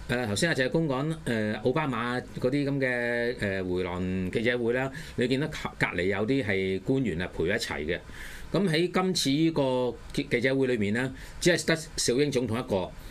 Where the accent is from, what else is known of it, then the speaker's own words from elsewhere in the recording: Hong Kong; 其實咧，我哋香港人去台灣打工換宿咧，係犯法